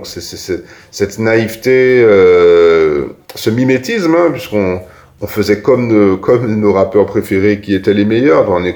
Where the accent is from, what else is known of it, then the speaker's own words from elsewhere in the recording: Ducos, Martinique; qu'on vient pas de, on vient de Ducos. Et à Ducos, on vient pas des pires coins, on vient pas du ghetto